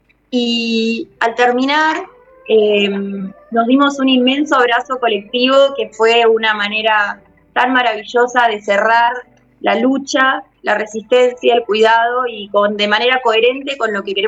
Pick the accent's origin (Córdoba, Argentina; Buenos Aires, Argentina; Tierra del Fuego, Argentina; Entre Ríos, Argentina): Tierra del Fuego, Argentina; de la Comunidad Costera, de Tierra del Fuego, Antártida, Isla del Atlántico Sur.